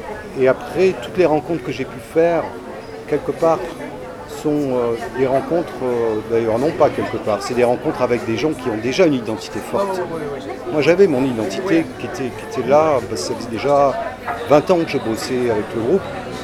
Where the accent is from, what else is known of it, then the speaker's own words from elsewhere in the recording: Saint-Étienne, Auvergne-Rhône-Alpes, France; born there; Je suis né à Saint-Étienne, c'est une ville centrale de la France.